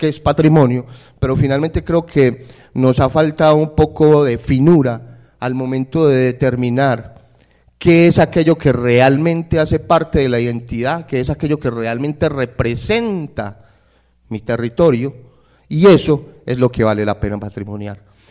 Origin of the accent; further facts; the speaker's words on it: Medellín, Antioquia, Colombia; Nosotros acá casi todos nos identificamos como paisas, no como medellinenses.